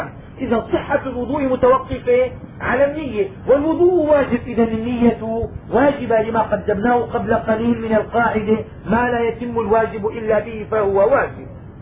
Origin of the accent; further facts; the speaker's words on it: Damascus, Damascus Governorate, Syria; عندنا في دمشق الناس في شهر رمضان زمان لما كنا صغار